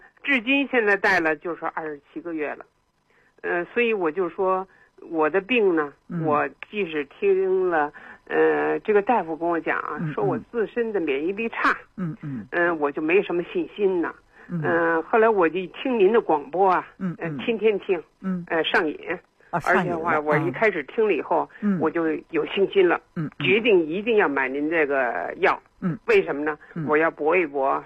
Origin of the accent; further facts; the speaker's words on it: Beijing, China; 我是北京人